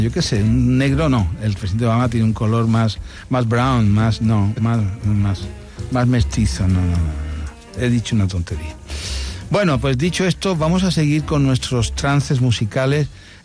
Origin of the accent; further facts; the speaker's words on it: Andalusia, Spain; de alguna manera somos andaluces, esta es la radio pública de Andalucía